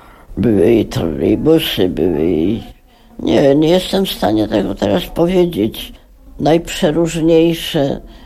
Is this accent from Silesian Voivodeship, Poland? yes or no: no; Warsaw, Masovian Voivodeship, Poland; Jestem prostą dziewczyną z Warszawy. Taką się urodziłam, taką odejdę.